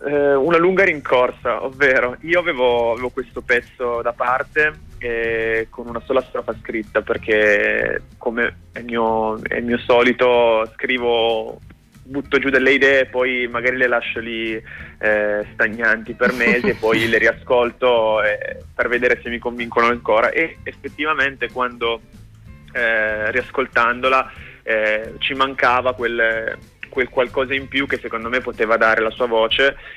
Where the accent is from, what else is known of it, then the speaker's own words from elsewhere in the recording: Piedmont, Italy; Io non sono proprio di Torino, sono vicino Cuneo, però comunque diciamo che musicalmente posso identificarmi nella scena torinese